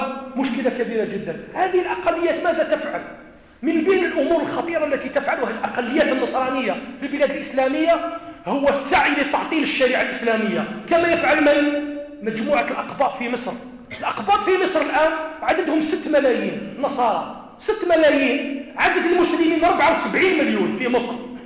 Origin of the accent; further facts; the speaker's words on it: Kabylie, Algeria; أنا قلت أنا راني من منطقة القبائل،